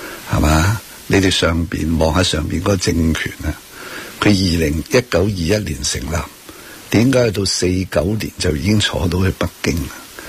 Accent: Hong Kong; 我哋香港人好 innocent

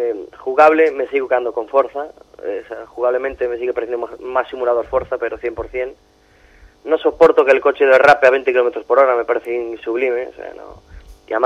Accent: Galicia, Spain; Ahora sí que soy yo, el gallego.

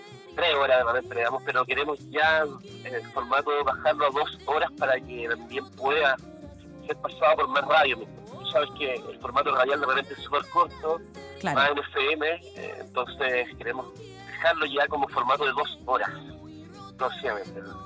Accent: Valdivia, Los Ríos, Chile; yo soy de Valdivia, a la fuera de Valdivia

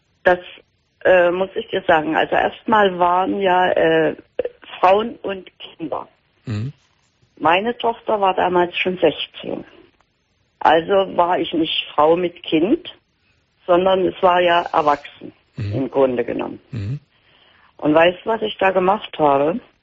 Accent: East Germany, Germany; Die im Westen sind die haben es besser und wir im Osten, wir sind nur die Doofen

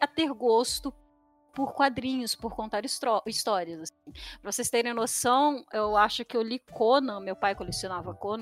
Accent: São Paulo, Brazil; also born or lived in Araraquara; eu sou natural de São Paulo, da capital. Atualmente eu moro. Eu morei alguns anos também no interior, eu morei em Araraquara, perto de Ribeirão Preto.

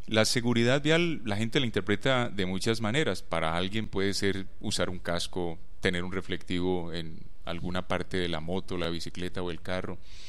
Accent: Valle del Cauca, Colombia; now in Medellín, Colombia; Yo soy un vallecaucano, yo vivo aquí en Medellín hace 15 años, que vine a trabajar con la Universidad de Antioquia.

